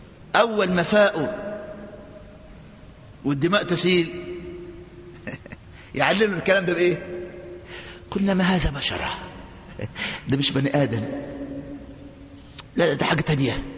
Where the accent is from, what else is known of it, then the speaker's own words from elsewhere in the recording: Egypt; وده طبيعة النسوان عندنا في مصر من زمان.